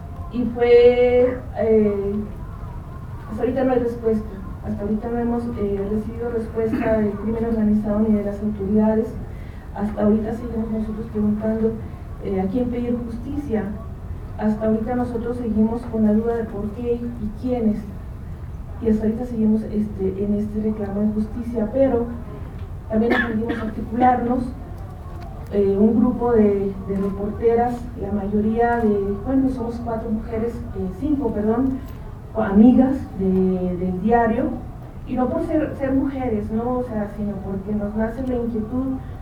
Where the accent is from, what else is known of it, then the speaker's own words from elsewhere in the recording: Veracruz, Mexico; Yo soy de Veracruz.